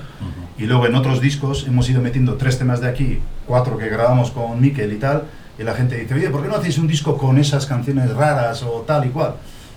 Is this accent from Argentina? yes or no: no; Zestoa, Basque Country, Spain; Y yo soy del centro de Guipúzcoa, del Valle de Urola, pues del pueblo ese que habéis visto, del caserío ahí derruido. Soy del barrio Irata de Cestona, que es el centro del Valle de Urola.